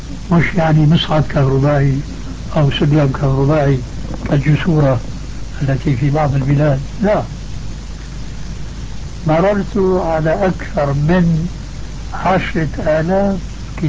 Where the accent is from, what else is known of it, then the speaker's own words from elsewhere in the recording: Syria; وبلطو سيرة أيضا يقولوه عندنا في الشام